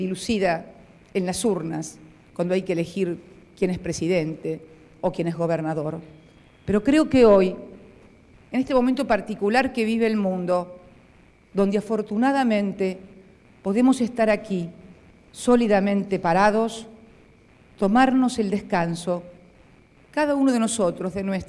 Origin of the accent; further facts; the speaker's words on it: Argentina; con ese reconocimiento que le doy como argentina y como militante política